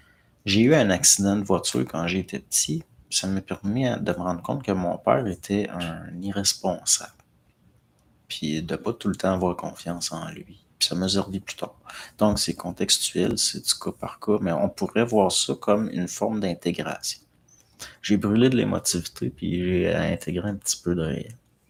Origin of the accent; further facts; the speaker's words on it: Quebec, Canada; c'est là qu'on voit qu'on est des Latins, les Québécois.